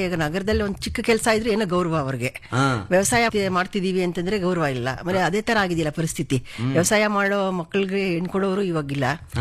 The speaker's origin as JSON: {"language": "Kannada", "town": "Channadevi Agrahara", "region": "Karnataka", "country": "India", "said": "ನಾವು ಸರ್ ಚನ್ನಾದೇವಿ ಅಗ್ರಹಾರ ಗ್ರಾಮ, ನಮ್ದು ಮದುರೆ ಹೋಬಳಿ ಬರುತ್ತೆ, ದೊಡ್ಡಬಳ್ಳಾಪುರ ತಾಲೂಕು, ಬೆಂಗಳೂರು ಗ್ರಾಮಾಂತರ ಜಿಲ್ಲೆ."}